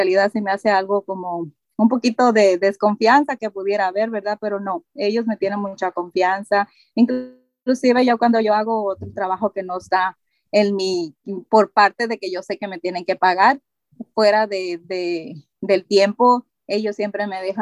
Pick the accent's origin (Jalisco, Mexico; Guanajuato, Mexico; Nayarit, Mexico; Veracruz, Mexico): Nayarit, Mexico; La comida favorita de donde yo soy del estado de Nayarit, y pues comemos mucho camarón y pescado.